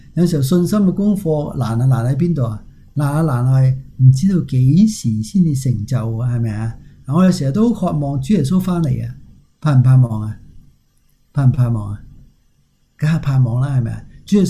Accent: China; 我都是中国人

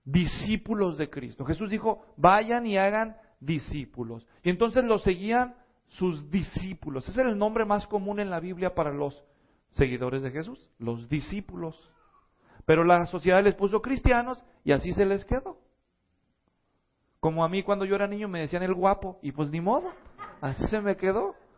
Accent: Mexico; Porque los latinos nunca hacemos eso, nosotros no, especialmente si somos mexicanos, ¿verdad?

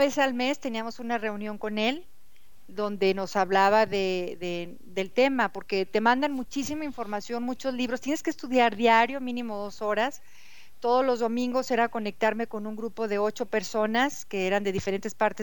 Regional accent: Mexico; soy de México, tengo un audiolibro

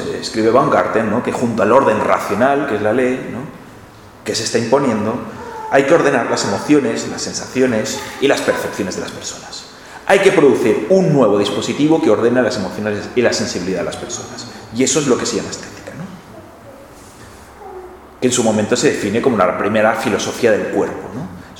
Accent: Catalonia, Spain; Y claro, yo vengo de Cataluña, ¿no?

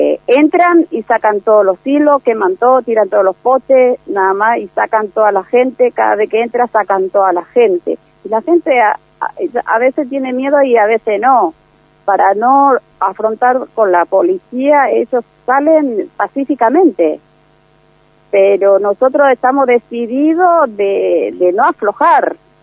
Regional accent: Paraguay; now in Argentina; Nosotros somos madre paraguaya, pero tenemos hijos argentinos, tenemos 4 o 5 cada una, hijos argentinos

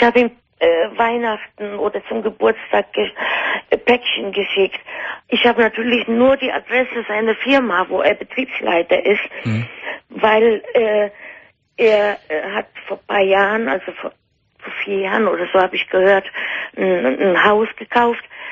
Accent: Poland; German is a second language; now in Germany; Also ich komme ja aus Polen.

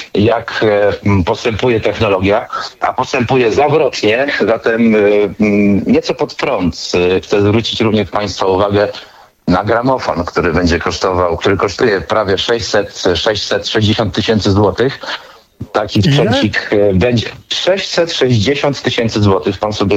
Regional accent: Tarnobrzeg, Subcarpathian Voivodeship, Poland; A że pochodzę z Tarnobrzegu, to pamiętam, że rzeczywiście, a Tarnobrzeg jest niedaleko Krakowa

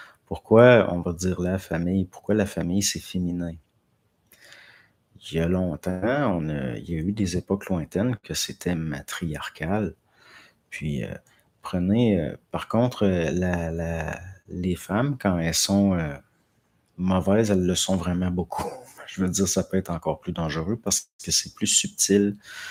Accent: France; Puis, je ne pense pas, je suis de France.

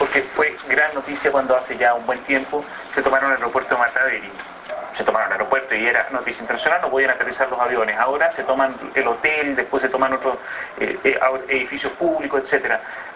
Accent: Valparaíso, Chile; Somos chilenos pero autónomos

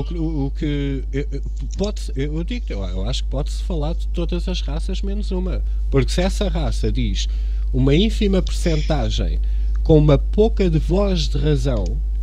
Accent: Cascais, Lisbon, Portugal; born there; eu sou moreno. Epá, eu nasci em Cascais, mesmo junto à praia, eu tenho esta cor mediterrânica

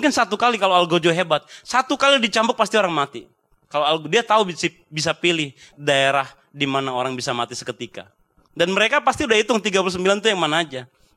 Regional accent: North Sumatra, Indonesia; mesti dibujuk dulu, saya orang Batak

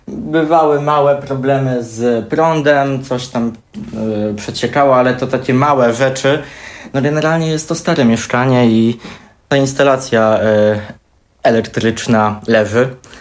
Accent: Włodawa, Lublin Voivodeship, Poland; Ja we Włodawie się wszędzie poruszałem pieszo. Jednak no, pochodzę z tego małego miasteczka, wychowałem się w tej no, tak zwanej klasie robotniczej

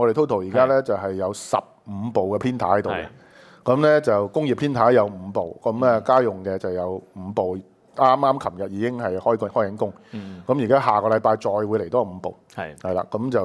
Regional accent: Hong Kong; 我哋香港人自救

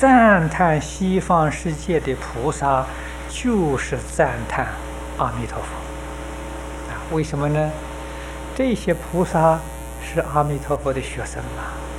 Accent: China; 我们中国人称为完人啊

